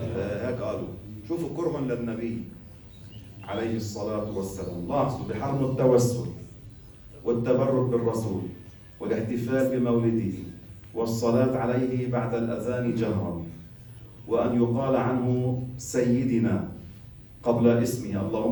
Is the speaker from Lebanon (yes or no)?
yes; Lebanon; كانوا يقولوا هالعبارة العوام عندنا بلبنان